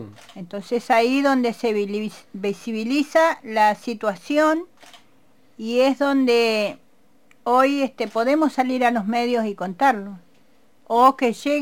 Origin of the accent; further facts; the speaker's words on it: Bariloche, Río Negro, Argentina; vengo de Bariloche y mi fuerza es el Nahuel Huapi.